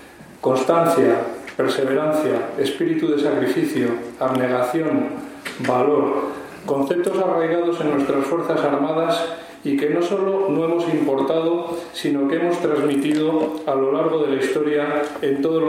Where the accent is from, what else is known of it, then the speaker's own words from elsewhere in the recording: Spain; deben de ser motivo de orgullo como españoles